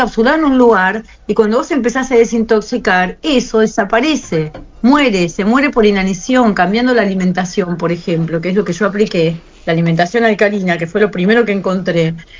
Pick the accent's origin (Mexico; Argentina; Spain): Argentina; Patagonia; no sé si es porque soy de la Patagonia o qué